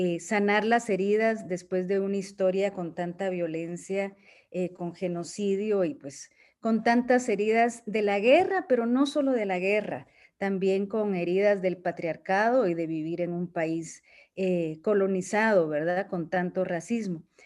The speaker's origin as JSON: {"language": "Spanish", "country": "Guatemala", "said": "Soy de Guatemala. Soy feminista, terapeuta y antropóloga."}